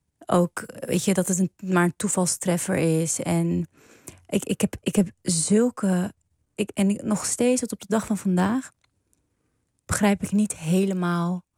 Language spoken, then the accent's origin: Dutch; Amsterdam, North Holland, Netherlands; Ook al ben je geboren en getogen in Amsterdam, in het Prinsengracht ziekenhuis.